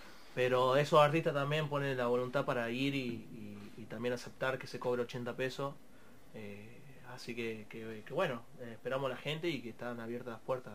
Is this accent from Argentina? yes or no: yes; Tucumán, Argentina; yo soy de Tucumán